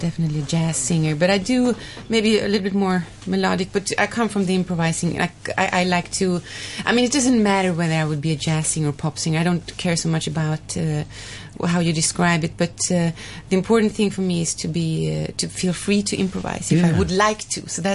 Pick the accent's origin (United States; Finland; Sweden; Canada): Sweden; I grew up in Sweden, and I've been singing jazz.